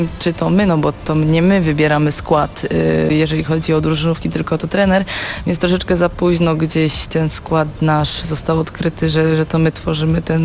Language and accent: Polish; Silesian Voivodeship, Poland; Jestem dziewczyną z Zagłębia.